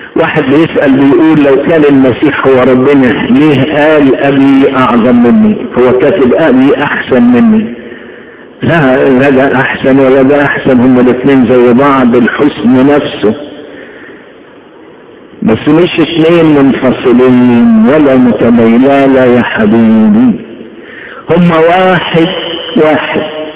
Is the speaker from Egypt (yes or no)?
yes; Upper Egypt, Egypt; عيشتنا في الصعيد في طفولتنا. احنا هدينا وطفشنا من الصعيد